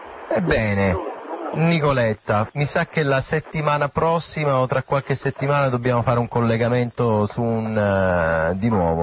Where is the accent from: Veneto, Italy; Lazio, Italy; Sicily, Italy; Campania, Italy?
Sicily, Italy; siamo tutte siciliane.